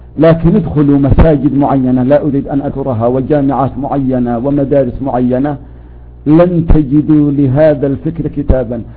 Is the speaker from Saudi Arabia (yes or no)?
no; Yemen; يمكنكم تعرفوا المصطلح عندنا في اليمن،